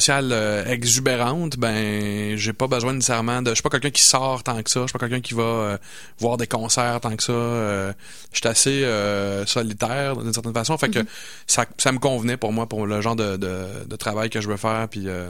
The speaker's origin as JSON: {"language": "French", "town": "Montreal", "region": "Quebec", "country": "Canada", "lives_now": "Quebec City, Canada", "said": "Je trouve ça super drôle parce que moi, je suis originaire de Montréal."}